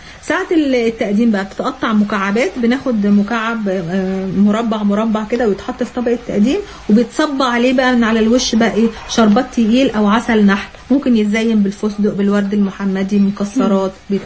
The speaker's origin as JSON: {"language": "Arabic", "country": "Egypt", "said": "والله حتى لو مالي بالثوم عندنا في مصر"}